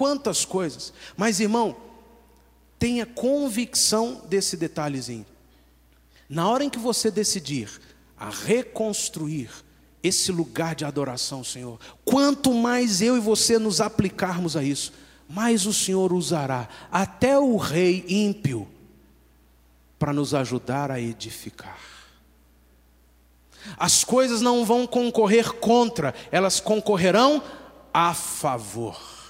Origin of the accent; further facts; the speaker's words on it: Brazil; uma coisa é eu morar no Brasil, sou brasileiro